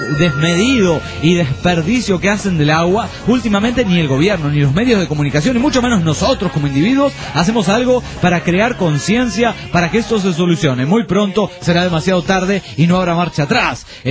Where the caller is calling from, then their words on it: Puno, Peru; de Puno, Perú.